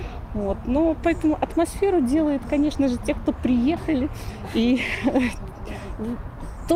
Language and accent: Russian; Minsk, Belarus; И мы из Минска.